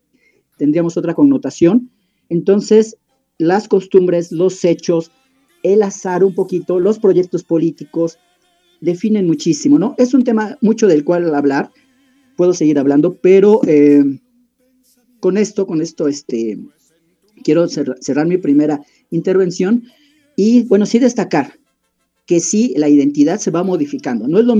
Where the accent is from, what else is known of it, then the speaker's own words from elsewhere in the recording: Mexico; Bueno, somos mexicanos, pero no siempre la región donde hemos estado se ha definido como México.